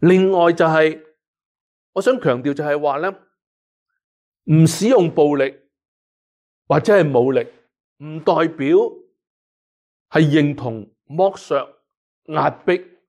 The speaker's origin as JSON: {"language": "Cantonese", "country": "Hong Kong", "tie": "born or raised there", "lives_now": "Canada", "said": "更加就是香港是我们很多人生于斯长于斯的一个的地方，我们对香港那种的爱和关怀并没有因为移民而是轻易的改变了"}